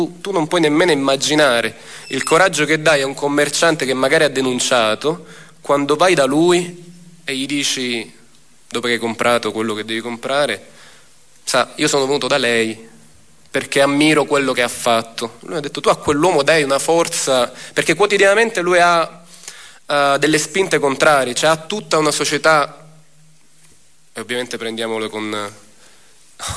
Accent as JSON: {"language": "Italian", "town": "Palermo", "region": "Sicily", "country": "Italy", "said": "Ci siamo resi conto come palermitani, come siciliani, che a nessuno può essere chiesto uno sforzo sovraumano, un'esposizione eccessiva."}